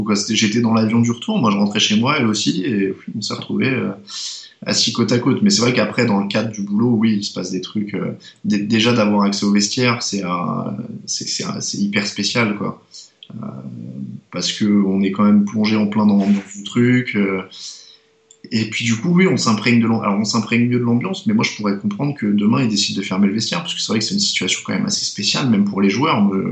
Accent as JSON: {"language": "French", "country": "France", "said": "t'as un accent, tu viens d'où? Ah, de France."}